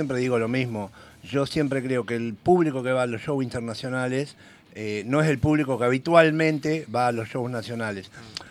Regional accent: Argentina; es como vos decís, somos Argentina, es inevitable

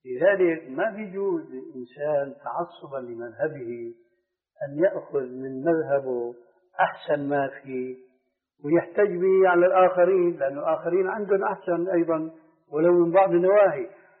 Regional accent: Syria; وقضية كما يقولون عندنا في الشام قضية محبوكة يعني رواية

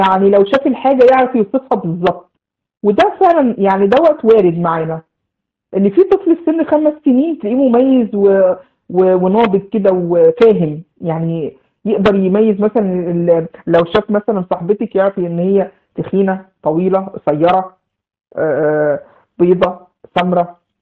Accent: Egypt; فمجها يعني زي ما بنقول عندنا في مصر بخها في وشه

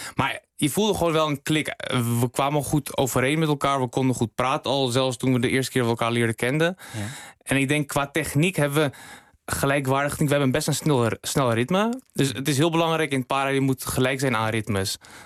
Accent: Netherlands; bijvoorbeeld ik kom uit Nederland.

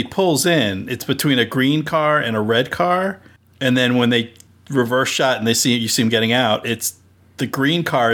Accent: New Jersey, United States; I grew up I think it's Central Jersey. There's some people that say there's no such thing, but I grew up in Central Jersey

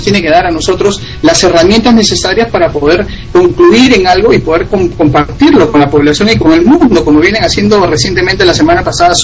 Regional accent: Peru; esa coordinación que venimos ya realizando acá desde Perú, y que también conjuntamente

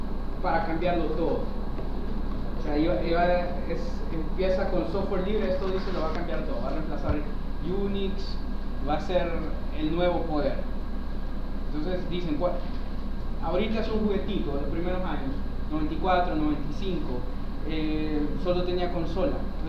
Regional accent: Honduras; Soy de Honduras … representando el grupo de Tegucigalpa

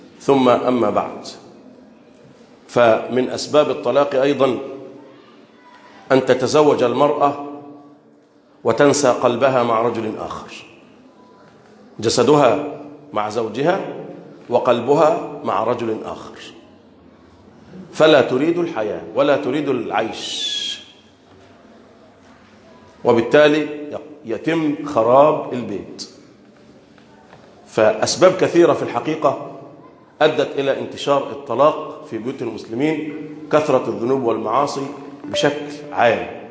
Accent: Egypt; اللهم احفظ بلدنا مصر

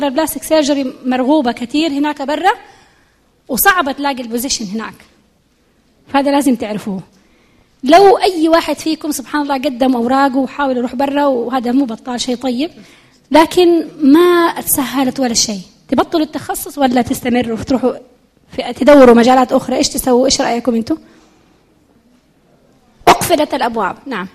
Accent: Jeddah, Makkah Province, Saudi Arabia; وأفضل أنه يبدأ عندنا في جدة.

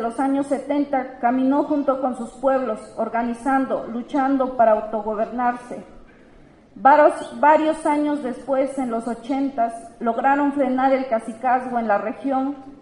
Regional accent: Oaxaca, Mexico; first language Zapotec; Somos lengua zapoteca de la Sierra Sur de la región Los Sicha, Oaxaca. Somos hijas e hijos de nuestros pueblos zapotecas

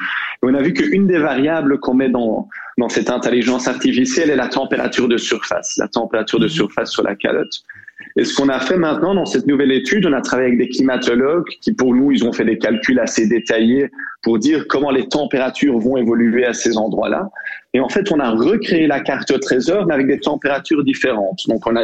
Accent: Brussels, Brussels-Capital Region, Belgium; Je suis bruxellois

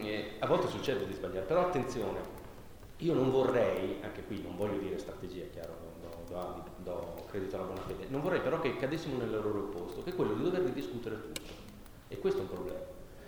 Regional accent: Bologna, Emilia-Romagna, Italy; Io vengo da Bologna

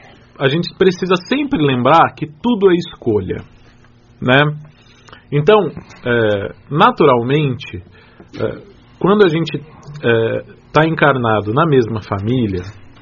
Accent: Ubá, Minas Gerais, Brazil; Mineiro de Ubá. Muito bom. Eu queria dizer que eu continuo brasileiro, viu? Continuo mineiro.

